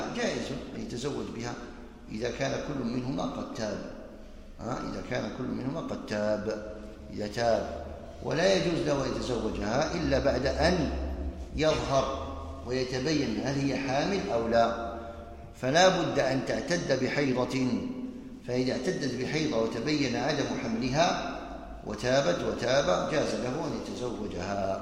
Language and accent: Arabic; Algeria; يعني عندنا في الجزائر المساجد كثيرة